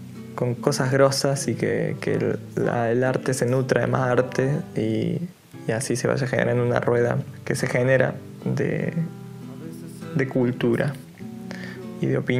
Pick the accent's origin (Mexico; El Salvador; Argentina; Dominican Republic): Argentina; Salsipuedes, Córdoba; que es acá de Salsi pues, de mi pueblo